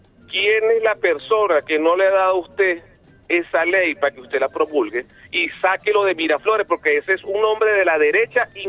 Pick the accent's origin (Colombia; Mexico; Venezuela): Venezuela